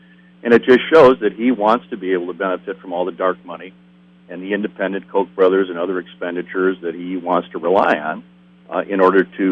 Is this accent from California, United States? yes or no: no; Wisconsin, United States; And, of course, I grew up here in Wisconsin, and I've known a lot of the state for my entire lifetime.